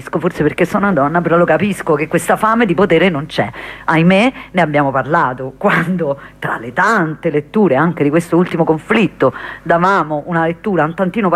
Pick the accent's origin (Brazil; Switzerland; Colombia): Colombia; io so tremenda quando si tratta di elezioni del mio paese